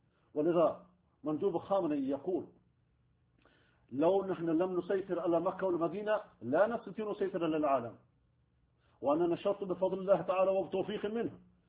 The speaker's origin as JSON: {"language": "Arabic", "country": "Iran", "said": "ونحن أبناء إيران ونحن نعرف مشاكل البلد أكثر من غيرنا"}